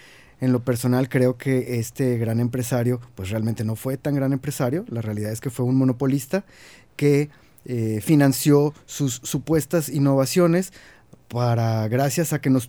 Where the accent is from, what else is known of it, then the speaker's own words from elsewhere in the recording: Monterrey, Nuevo León, Mexico; me da vergüenza decir que soy de Monterrey